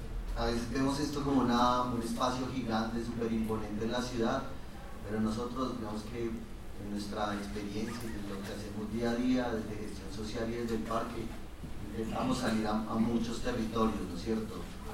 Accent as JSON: {"language": "Spanish", "region": "Bogotá", "country": "Colombia", "said": "yo soy de Bogotá"}